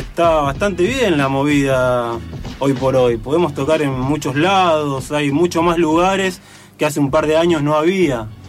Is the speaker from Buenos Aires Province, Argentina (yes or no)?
yes; José C. Paz, Buenos Aires Province, Argentina; provincia, donde somos nosotros José de Paz, San Miguel